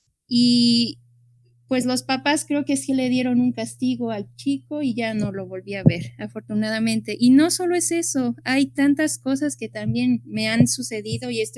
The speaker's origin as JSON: {"language": "Spanish", "town": "Acatzingo", "region": "Puebla", "country": "Mexico", "tie": "born or raised there", "said": "yo fui a una escuela rural, yo soy originaria de Acatzingo"}